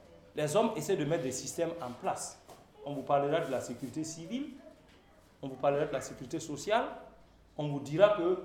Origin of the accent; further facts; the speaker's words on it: Burkina Faso; Surtout dans notre contexte aujourd'hui, en tant que Burkinabé, est-ce que la sécurité est là?